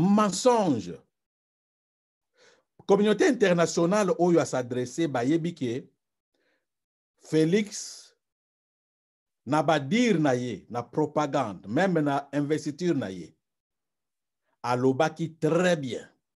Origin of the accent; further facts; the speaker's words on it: DR Congo; Parce que chez nous au Congo les enquêtes